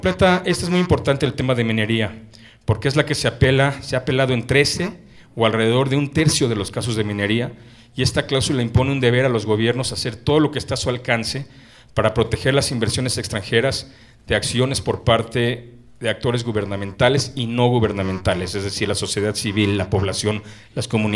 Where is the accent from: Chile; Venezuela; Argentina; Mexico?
Mexico; Mexico City; Pero yo soy oriundo de la Ciudad de México, así es que me da un gusto enorme estar en mi ciudad